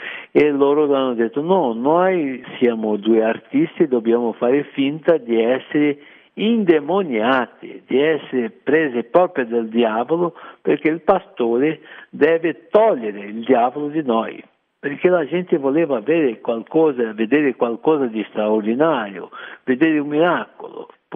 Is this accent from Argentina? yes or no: no; Rio de Janeiro, Brazil; Italian is a second language; Come già ti ho detto, sono del Rio de Janeiro e lì c'è il carnevale, no?